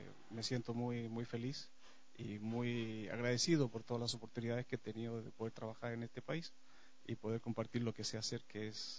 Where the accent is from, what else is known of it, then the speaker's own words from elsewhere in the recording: Chile; now in Ecuador; cabe recordar que soy chileno, me crié en una dictadura y en ese marco histórico encontré la danza